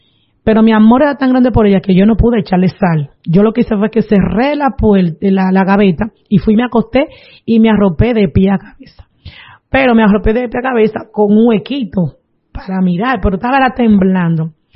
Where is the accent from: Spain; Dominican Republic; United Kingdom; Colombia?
Dominican Republic; Palavé; Yo soy de Palabé, y el lugar es otro batey que le llaman Lechería.